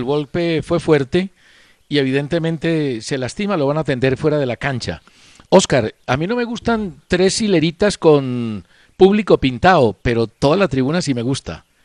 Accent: Colombia; Una cosa es mi raciocinio como periodista y otra cosa es mi deseo como colombiano.

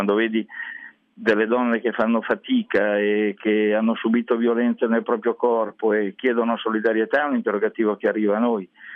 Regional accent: Milan, Lombardy, Italy; Io sono partito dalla periferia di Milano, la Bovisa, ai tempi, che era proprio periferia, e ho sempre vissuto dentro le periferie

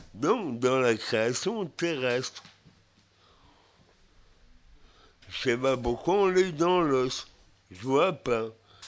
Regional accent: Brest, Brittany, France; j'arrivais dans ma ville natale, à Brest

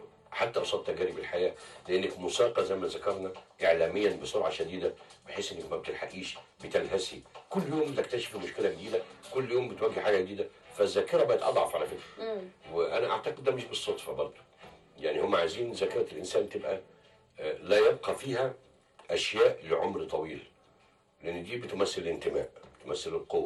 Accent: Egypt; احنا ما بناخدش اجازه على الاقل عندنا في مصر

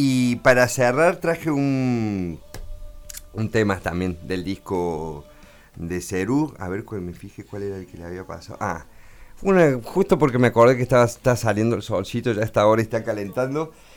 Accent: Córdoba, Argentina; yo siendo cordobés

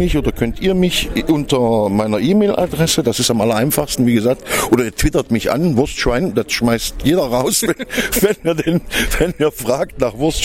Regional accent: East Germany, Germany; da ich ja selber ein alter Ossi bin, das heißt, ich bin ein gebürtiger DDR-Bürger und selber ein Unrechtsregime gelebt habe viele Jahre, dort inhaftiert gewesen bin

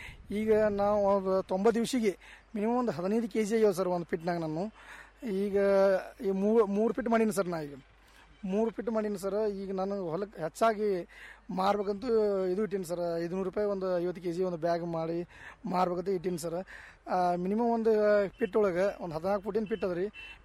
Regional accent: Hattarga, Karnataka, India; ಹಾಂ ಸರ್, ನಮ್ಮೂರು ಹತ್ತರ್ಗಾ ಸರ್, ಇಂಡಿ ತಾಲೂಕು ಹತ್ತರ್ಗಾ ಸರ್. ಅಲ್ಲೇ ಊರು ಪಕ್ಕ 1 ಕಿಲೋಮೀಟರ್ ತೋಟ ಇದೆ ಸರ್

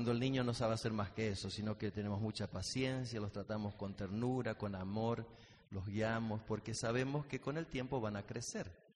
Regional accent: Argentina; now in United States; La mayoría de ustedes saben que somos de Argentina. Vivimos en Estados Unidos

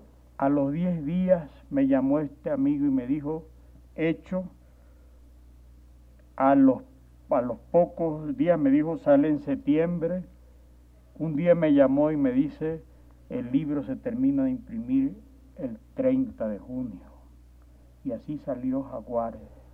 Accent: Ecuador; Soy un animal ecuatoriano, no puedo evitarlo.

